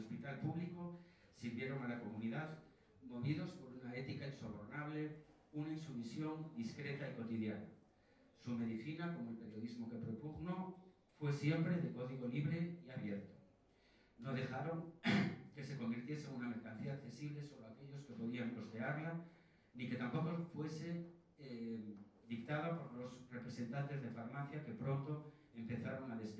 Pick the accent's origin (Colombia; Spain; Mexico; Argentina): Spain; Viveiro, Galicia; born there; Viveiro, el pueblo donde yo nací, allí hicieron una clínica privada